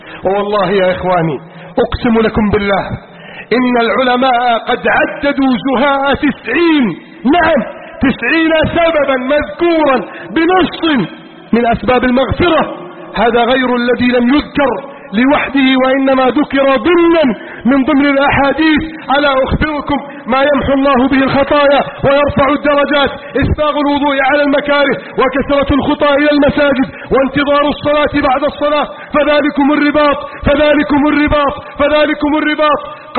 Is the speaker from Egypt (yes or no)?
yes; Egypt; واجعل بلدنا مصر آمنا مطمئنا وسائر بلاد المسلمين.